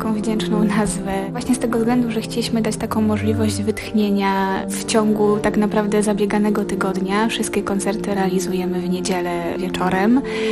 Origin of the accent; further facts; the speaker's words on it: Łódź, Łódź Voivodeship, Poland; Wszyscy jesteśmy z Łodzi, poznaliśmy się przy okazji różnych wydarzeń kulturalnych, które działy się na terenie miasta